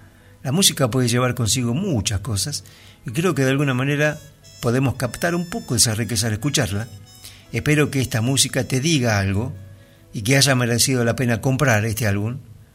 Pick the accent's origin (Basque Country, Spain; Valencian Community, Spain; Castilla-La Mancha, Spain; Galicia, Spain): Galicia, Spain; Vigo; nos trasladamos a Galicia, al noroeste de España, de donde era originario mi padre. Crecí en Vigo, una ciudad costera, industrial y pesquera.